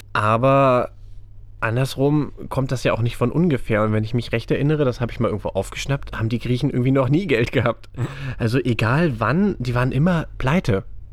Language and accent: German; eastern Germany, Germany; Ich komme aus der DDR.